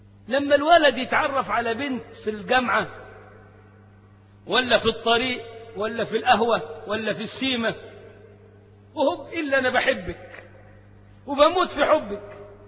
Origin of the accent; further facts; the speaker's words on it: Egypt; تلاقي اللغة بتطير منه على طريقتنا يعني كمصريين